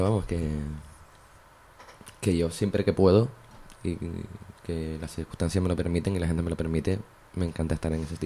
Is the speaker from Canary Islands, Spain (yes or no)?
yes; Las Palmas, Canary Islands, Spain; Bueno, en mi tierra, en Las Palmas.